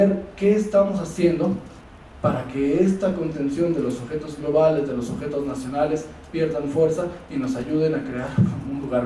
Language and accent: Spanish; Mexico; algo muy potente que nosotros conocemos muy bien como mexicanos